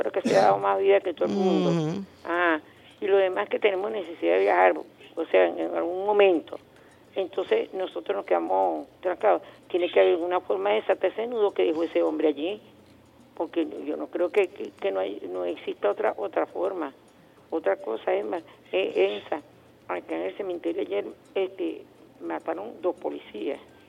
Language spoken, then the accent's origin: Spanish; Venezuela; como venezolanos tenemos que hacer que esto funcione